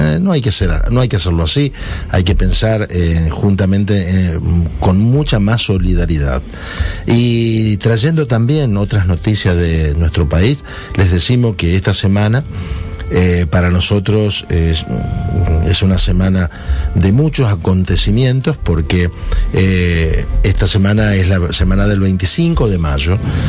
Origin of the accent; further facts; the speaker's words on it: Argentina; Pero esto debe ser un poco como somos los argentinos, ¿no?